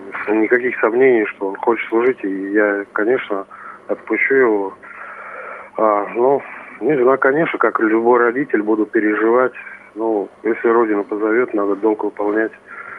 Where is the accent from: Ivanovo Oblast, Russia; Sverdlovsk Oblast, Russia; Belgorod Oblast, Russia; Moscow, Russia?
Ivanovo Oblast, Russia; Ivashevo; also born or lived in Ankovo; Да, родился я в село Аньково, Ильинского района Ивановской области. С 2 лет проживал в село Ивашево, тоже Ильинского района. Учился в начальной средней школе села Ивашево.